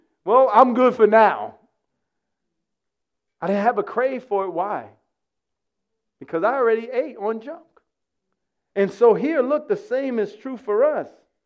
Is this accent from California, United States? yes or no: no; New York City, New York, United States; You see, I grew up here in New York City, as you heard earlier.